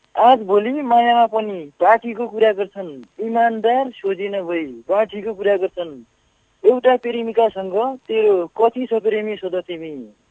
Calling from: Darchula, Sudurpashchim Province, Nepal; म सुन्दर सुदूरपश्चिमको दार्चुलादेखि

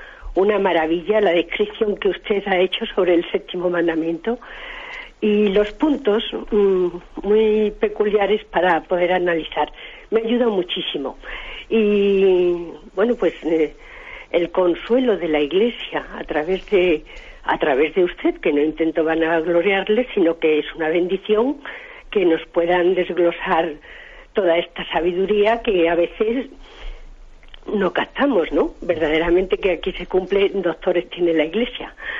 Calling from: Madrid, Community of Madrid, Spain; de Madrid.

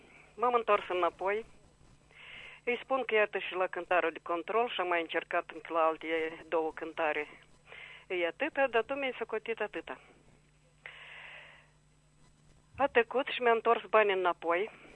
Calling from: Chișinău, Moldova; din Chișinău.

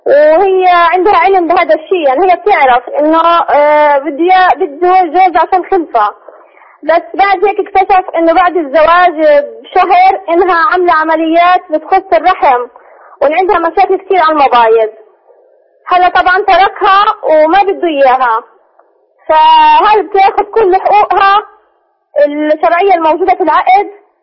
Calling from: Gaza, Gaza Strip, Palestine; شيخ أنا بحكي من غزة

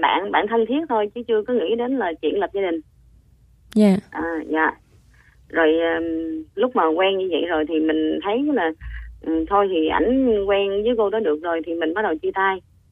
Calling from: Vietnam; Mình đang gọi tới từ Bình Dương ạ.

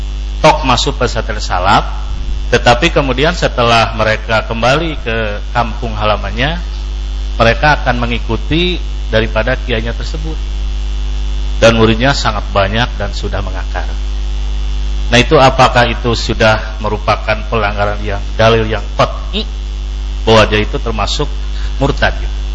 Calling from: Kuningan, West Java, Indonesia; Buya, saya dari Kuningan.

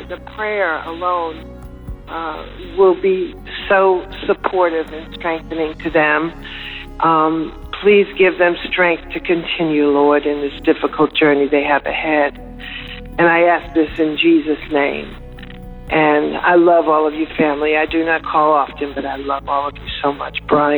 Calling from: Florida, United States; I'm calling from the Panhandle of Florida.

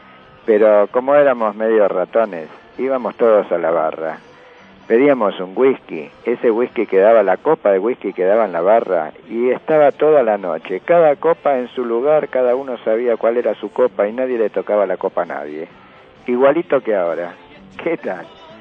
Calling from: Buenos Aires, Argentina; de Paternal.

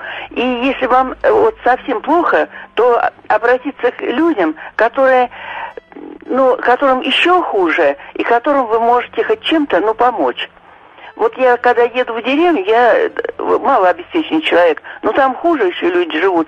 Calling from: Moscow, Russia; я из Москвы.

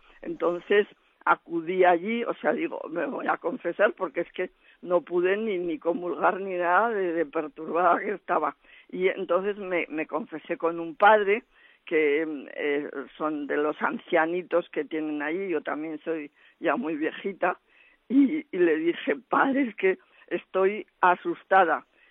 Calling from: Zaragoza, Aragon, Spain; de Zaragoza.

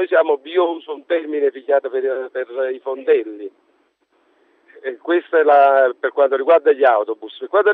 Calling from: Naples, Campania, Italy; Sono di Napoli, chiaramente vivo in prima persona questa situazione.

